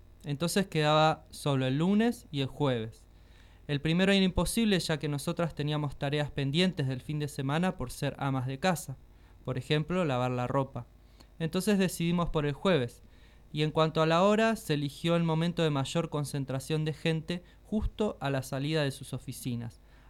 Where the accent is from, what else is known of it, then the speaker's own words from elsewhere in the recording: Buenos Aires, Argentina; born there; Tengo 88 años, nací en Buenos Aires, Argentina